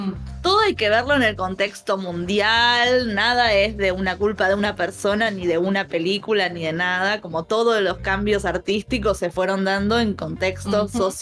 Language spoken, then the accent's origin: Spanish; Buenos Aires, Argentina; Sí, soy una señora de Recoleta.